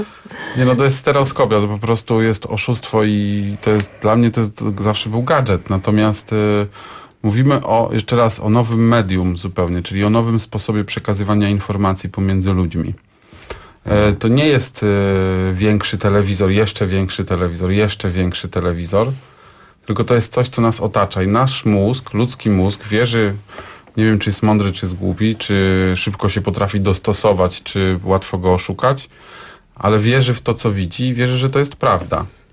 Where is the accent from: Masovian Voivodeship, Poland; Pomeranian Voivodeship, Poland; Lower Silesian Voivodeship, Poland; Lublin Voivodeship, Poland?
Lower Silesian Voivodeship, Poland; z Dolnego Śląska. Ja właśnie w dodatku jeszcze nie jestem Ślązakiem